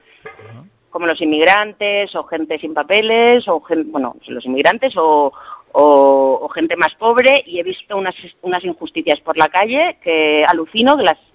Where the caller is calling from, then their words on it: Barcelona, Catalonia, Spain; de Barcelona.